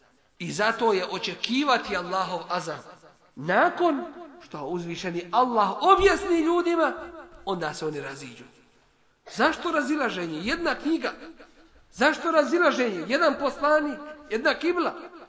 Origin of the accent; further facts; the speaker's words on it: Bosnia & Herzegovina; takvi su na birou za zapošljavanje kod nas u Bosni.